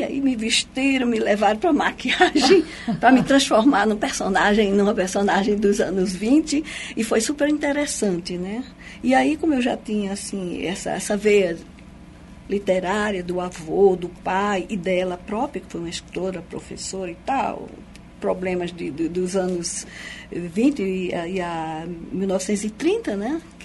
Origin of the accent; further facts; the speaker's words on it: Paraíba, Brazil; moved away as an adult; now in Foz do Iguaçu, Brazil; Sou paraibana, sangue quente.